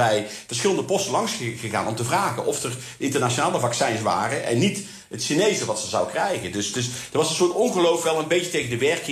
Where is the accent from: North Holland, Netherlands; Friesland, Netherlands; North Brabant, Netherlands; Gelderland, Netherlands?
North Brabant, Netherlands; Zundert; born there; En ik ga elk jaar terug voor het grootste corso ter wereld. En dat is in mijn geboorteplaats, Zundert.